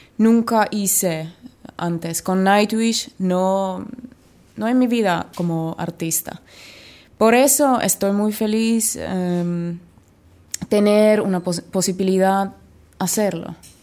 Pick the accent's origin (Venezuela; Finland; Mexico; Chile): Finland; Spanish is a second language; now in Argentina; Estoy más libre acá que en mi país, en Finlandia.